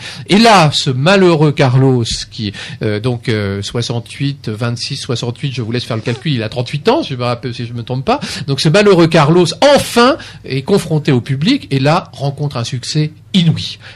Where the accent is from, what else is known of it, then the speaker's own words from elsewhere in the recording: France; j'ai été bridé par le fait que je suis français.